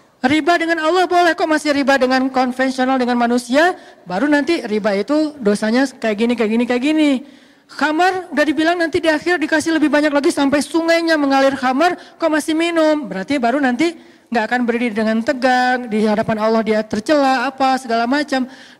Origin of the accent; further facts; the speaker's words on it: Aceh, Indonesia; moved away; also born or lived in Egypt; Tsunami di kampung saya di Aceh dulu. Alhamdulillah, sejak saya pergi ke Mesir